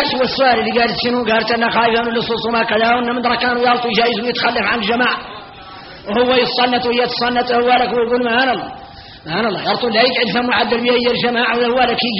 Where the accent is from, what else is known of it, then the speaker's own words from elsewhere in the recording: Mauritania; احنا موريتاني فينا الغرائب والعجائب